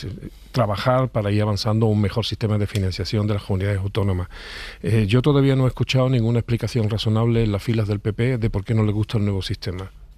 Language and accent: Spanish; Andalusia, Spain; En mi tierra, en Andalucía